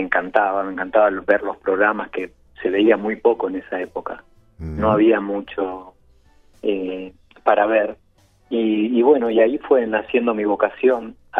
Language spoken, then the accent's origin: Spanish; Buenos Aires, Argentina; moved away; No, soy argentino, de Buenos Aires, pero bueno, hace más de 25 años que estoy rodando, digamos, de lugar en lugar.